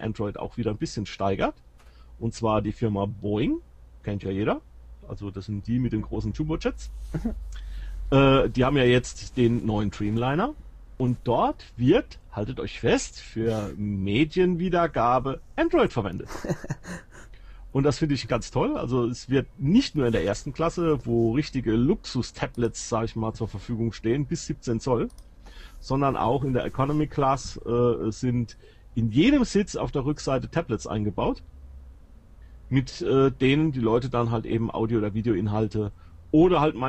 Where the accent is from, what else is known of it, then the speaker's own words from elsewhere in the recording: Germany; ich bin ein Deutscher und ich möchte es gerne in Deutsch haben.